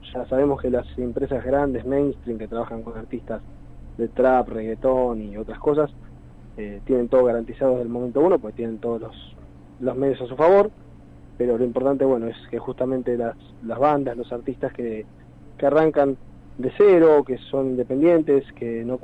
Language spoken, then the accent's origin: Spanish; Benavides, Buenos Aires Province, Argentina; Nosotros somos de zona norte, estamos más o menos distribuidos. Uno está más por el noroeste, que está en San Miguel, después bueno, en mi caso Benavides